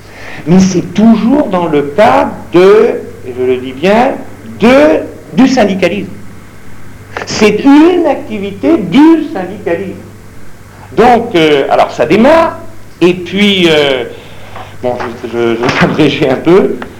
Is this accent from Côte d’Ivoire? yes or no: no; Brittany, France; moi, je suis breton, je peux vous dire que c'était la bagarre.